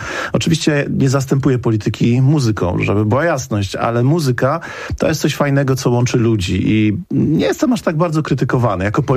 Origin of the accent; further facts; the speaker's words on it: Katowice, Silesian Voivodeship, Poland; ja jestem również z Katowic